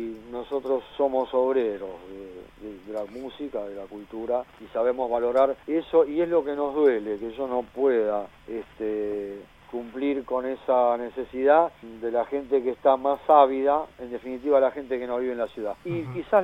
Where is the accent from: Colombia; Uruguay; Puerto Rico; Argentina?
Argentina; also born or lived in Spain; Ahora, no esperes eso siendo argentino en España. Es más, perdón, siendo sudaca. Ahí no soy argentino, ahí soy sudaca.